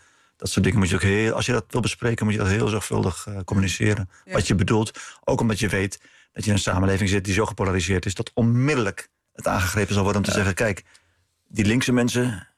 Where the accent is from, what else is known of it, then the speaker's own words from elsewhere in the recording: Netherlands; Om echt onder ogen te zien dat wij als Nederlanders met dit land... niet aan de goede kant van de geschiedenis stonden.